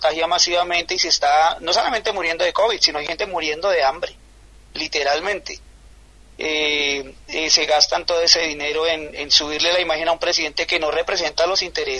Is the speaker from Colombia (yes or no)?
yes; Colombia; como colombianos, como individuos que pertenecemos a un sector, digamos, si se me permite la palabra, progresista aquí en Colombia